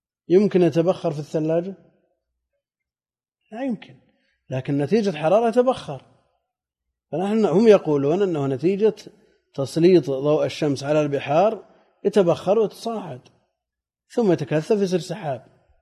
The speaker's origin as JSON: {"language": "Arabic", "region": "Najd", "country": "Saudi Arabia", "said": "وعندنا في نجد شدة الحر ولا أمطار"}